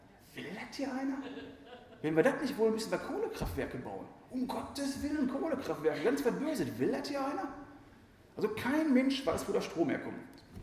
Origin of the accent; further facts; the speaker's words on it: Essen, North Rhine-Westphalia, Germany; bei uns in Essen ist das die 224